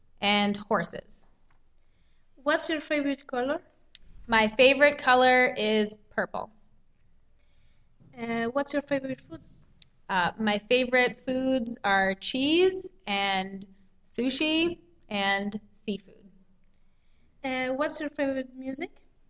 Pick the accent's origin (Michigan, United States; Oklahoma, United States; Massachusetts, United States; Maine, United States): Maine, United States; I'm from Maine, which is in the United States.